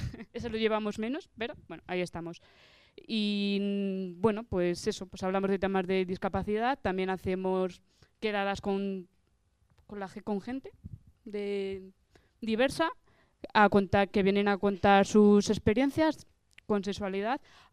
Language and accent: Spanish; Madrid, Community of Madrid, Spain; porque aquí también somos de Vallecas. Muy orgullosos de nuestro barrio también.